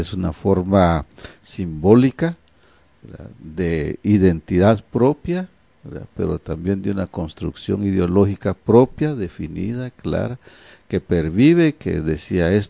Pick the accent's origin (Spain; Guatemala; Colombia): Guatemala; nosotros los indígenas, que somos el 60% de la población guatemalteca